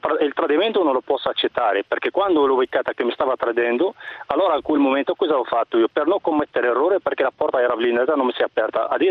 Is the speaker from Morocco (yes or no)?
yes; Morocco; Italian is a second language; now in Italy; io sono del Marocco e ho vissuto qua più di 28 anni.